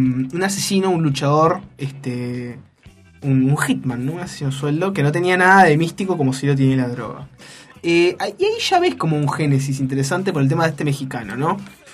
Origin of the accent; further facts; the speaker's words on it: Uruguay; uno no puede entenderlo como uruguayo, no puede entender lo que hablan y las cosas que dicen